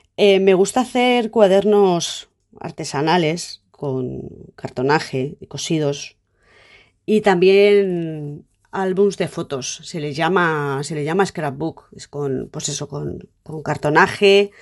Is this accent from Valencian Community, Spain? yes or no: yes; Aldaia, Valencian Community, Spain; born there; soy valenciana, nací en Aldaya, ahora vivo en Paiporta, 48 años, arquitecta, soy madre, tengo dos hijos